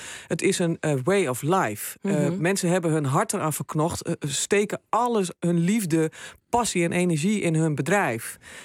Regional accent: Drenthe, Netherlands; ik woon in de Achterhoek en ik kom uit Drenthe. Dus ik ben een plattelandsmeisje

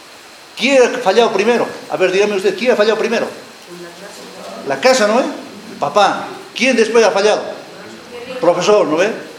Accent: Tarija, Bolivia; Antes mis profesores, cuando yo estaba, yo vengo de Tarija, agarrote limpio

